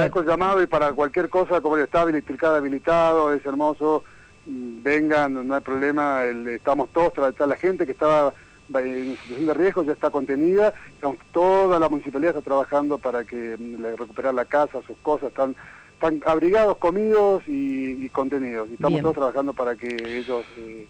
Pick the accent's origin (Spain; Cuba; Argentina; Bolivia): Argentina; Buenos Aires; born there; now in Tilcara, Argentina; Yo hace 15 años que vivo en Tilcara, la verdad soy porteño de nacimiento